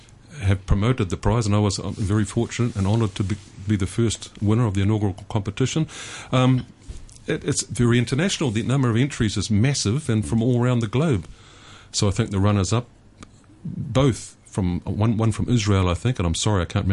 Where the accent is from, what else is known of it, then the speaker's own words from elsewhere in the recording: New Zealand; first language Maori; English is a second language; My first language is Māori, because I am a Māori from New Zealand, and I grew up with that. English, of course, but both Māori and English are official languages in New Zealand, where I grew up initially.